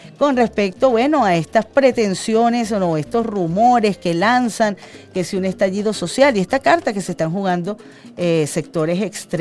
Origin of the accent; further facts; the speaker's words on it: Venezuela; todos somos venezolanos